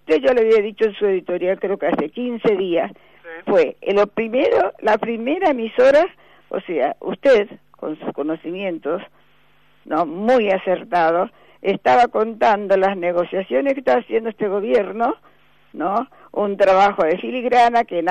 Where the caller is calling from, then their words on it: Buenos Aires, Argentina; de Recoleta.